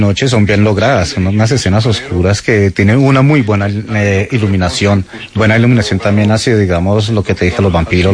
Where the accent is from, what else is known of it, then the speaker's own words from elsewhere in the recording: El Espinal, Tolima, Colombia; La Cuña, El Espinal, mi tierra natal